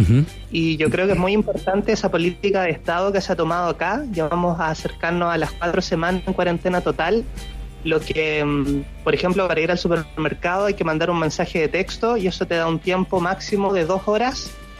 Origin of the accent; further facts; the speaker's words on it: Maipú, Santiago Metropolitan Region, Chile; now in Sheki, Azerbaijan; Soy de Maipú, de Santiago. Maipú.